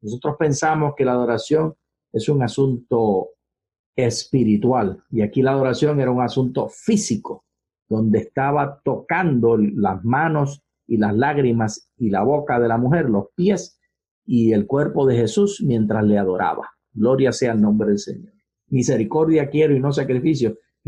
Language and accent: Spanish; Puerto Rico; acuérdate que soy puertorriqueño.